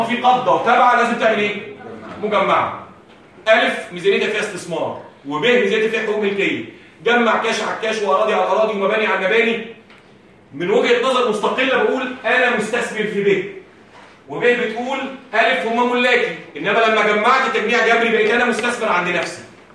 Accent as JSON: {"language": "Arabic", "country": "Egypt", "said": "عندنا في مصر صعب"}